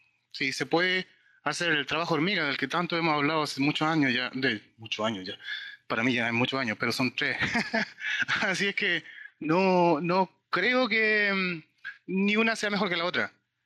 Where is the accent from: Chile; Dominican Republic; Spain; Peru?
Chile; Santiago, Santiago Metropolitan; De Santiago, La Conde.